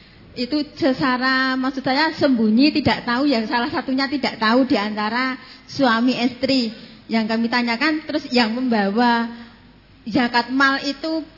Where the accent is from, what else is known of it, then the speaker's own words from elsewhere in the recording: Gunung Kidul, Special Region of Yogyakarta, Indonesia; Saya dari Gunung Kidul Binaak, napa cabang Kunang Bayat.